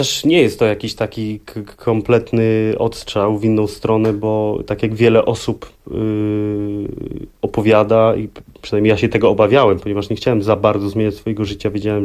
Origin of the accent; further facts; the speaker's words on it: Sopot, Pomeranian Voivodeship, Poland; Dzięki temu, że jestem z Trójmiasta, z Sopotu.